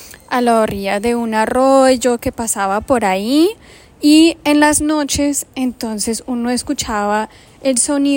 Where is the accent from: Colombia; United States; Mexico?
United States; California; Yo crecí en un lugar en California, en los Estados Unidos, llamado el Valle de los Conejos, porque allá hay muchos conejos silvestres.